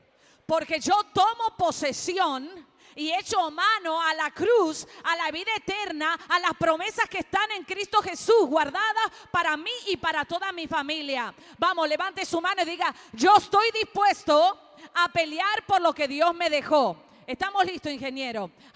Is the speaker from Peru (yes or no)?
no; Argentina; born there; yo nací en Argentina, pero mis padres son italianos, mi esposo es cubano y mi hijo puertorriqueño.